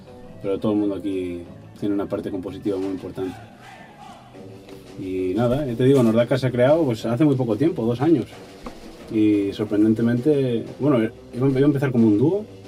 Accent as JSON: {"language": "Spanish", "country": "Spain", "said": "Yo llevo ya unos 5 años … vengo de España, pero mi madre es inglesa, así que escribo algunas de las canciones en español, otras en inglés"}